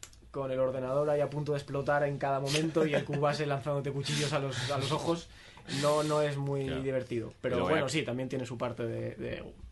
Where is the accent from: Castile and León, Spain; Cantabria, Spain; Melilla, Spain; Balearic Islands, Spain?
Cantabria, Spain; No, yo soy ahí de Cantabria y vivo allí.